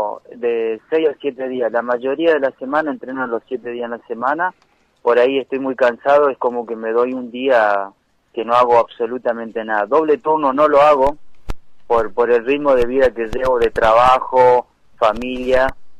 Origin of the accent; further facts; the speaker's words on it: Argentina; sé cómo es en mi Argentina, lo digo siempre, porque vivo acá, en mi país, y se vive así, ¿viste?